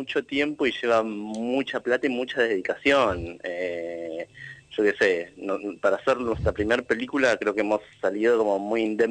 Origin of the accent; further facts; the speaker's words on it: Paso de los Libres, Corrientes, Argentina; Yo nací y me crié en Paso de los Libres, que es Corrientes, que estaba como muy cerquita de los Esteros de Liberá